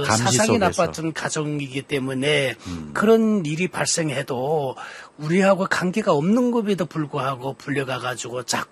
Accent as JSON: {"language": "Korean", "country": "North Korea", "moved": "yes", "said": "제가 어느 날 중국에 탈북을 해서 가서 저는 탈북자이기 때문에"}